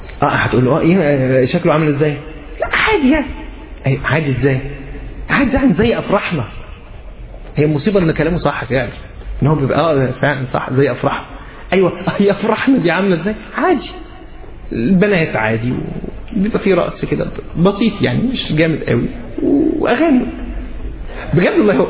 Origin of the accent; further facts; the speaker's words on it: Egypt; عندنا في مصر منتشر مساله ان هو تبقى هي محجبه وبتلبس فستان